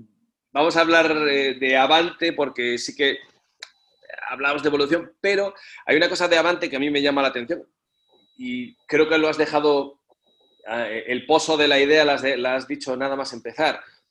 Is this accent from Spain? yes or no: yes; Galicia, Spain; yo soy gallego, soy del norte